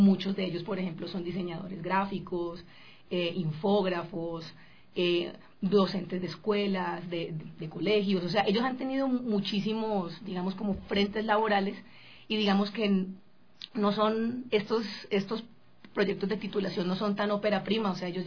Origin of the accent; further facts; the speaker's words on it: Colombia; yo vengo de Colombia, yo recuerdo que yo me gradué con 5 personas.